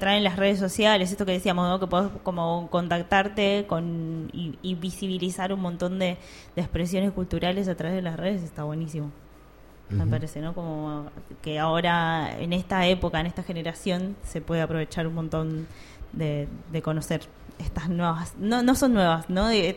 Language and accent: Spanish; Monte Grande, Buenos Aires Province, Argentina; Yo estoy muy cerca, soy de Monte Grande, perfecto, así que estoy muy cerca allá.